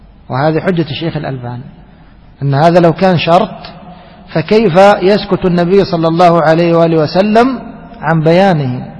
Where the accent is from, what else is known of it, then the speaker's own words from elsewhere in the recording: Egypt; عندنا في مصر تجد في الشارع الواحد بين كل مسجد والآخر ماذا تقول 15 متر 20 متر